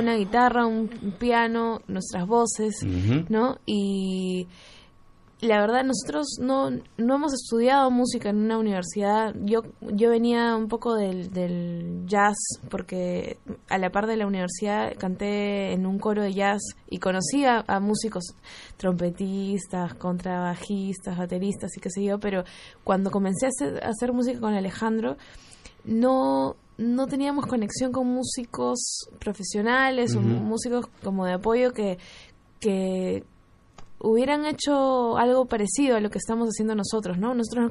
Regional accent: Lima, Peru; nosotros venimos de Lima, Perú.

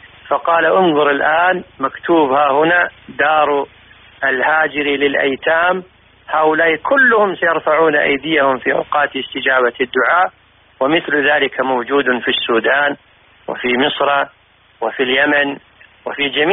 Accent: Kuwait; أن الأمور التي صنعها أهل الكويت من المعروف المنتشر في البلدان كان له دور عظيم في إرجاع ديرتنا

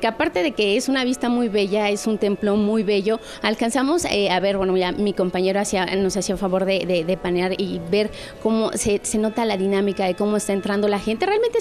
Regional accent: Mexico; seguimos siendo los mismos mexicanos, la misma cantidad de personas

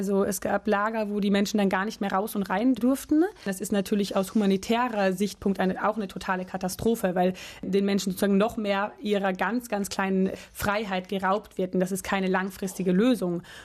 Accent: Portugal; Also ich bin in Portugal aufgewachsen. Gar nicht in Deutschland und bin dort die ersten Jahre auf eine Schule gegangen in Portugal

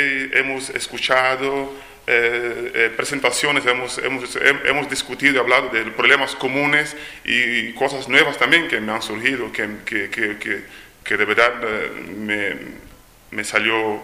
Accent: Angola; first language Portuguese; Spanish is a second language; Yo no soy de habla española, yo soy de habla portuguesa, soy de Angola. Pero bueno, como he estudiado en Cuba, en la Universidad de La Habana, estudié periodismo hace ya unos 23 años

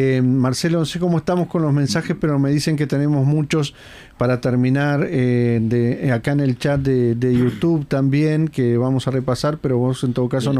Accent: Uruguay; Eso lo decimos nosotros como uruguayos

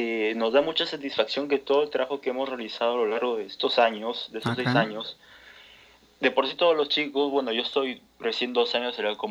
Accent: Chiclayo, Lambayeque, Peru; now in Trujillo, Peru; yo tengo 19 años, soy de Perú, soy chiclayano, soy del norte de Perú.

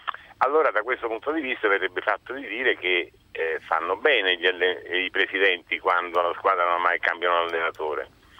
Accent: Naples, Campania, Italy; Io sono di Napoli, quindi qui a Napoli

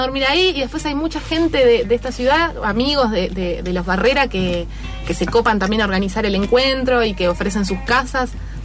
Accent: Uruguay; yo soy uruguaya, no sé.

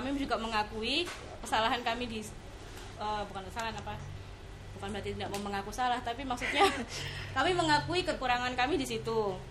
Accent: Ambarawa, Central Java, Indonesia; seperti yang ronde itu saya kalau di saya kampung saya Ambarawa, Semarang.

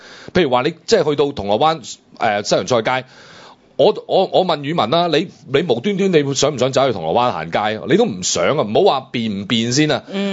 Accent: China; 咁如果我哋中國人成日咁在意我人哋點樣睇我哋嘅時候

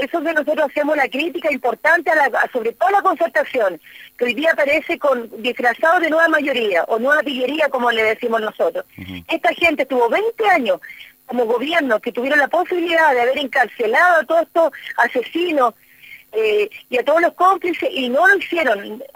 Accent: Chile; partido que fue cómplice también de la tremenda masacre que hubo en mi país

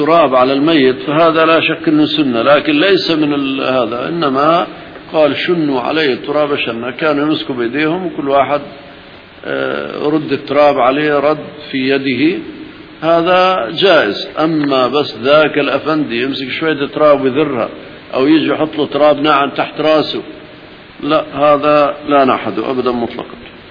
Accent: Syria; الأرض الهشة عندنا في سوريا بعض أراضي رملية

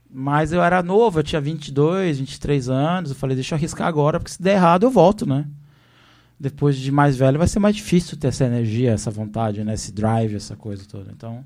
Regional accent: São Paulo, Brazil; Eu sou de São Paulo, né?

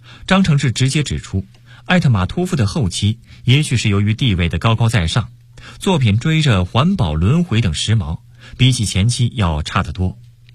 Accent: Northeast China, China; born there; 这和我出生于东北有很大关系

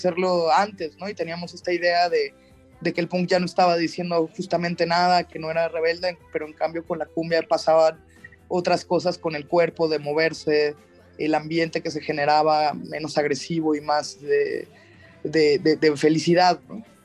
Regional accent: Veracruz, Mexico; pues yo soy de Veracruz, entonces cuando llegué aquí a la ciudad

